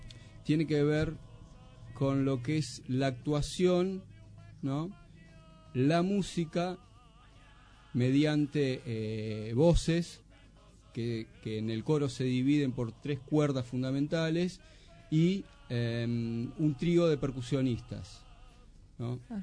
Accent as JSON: {"language": "Spanish", "region": "Montevideo", "country": "Uruguay", "tie": "born or raised there", "lives_now": "Argentina", "said": "De Lezica, sí. O sea, de chico vivía en Lezica."}